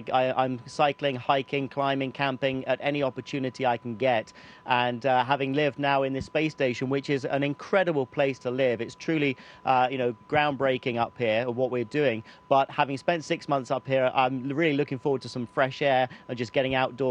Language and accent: English; United Kingdom; continue to represent the UK as a British astronaut within ESA.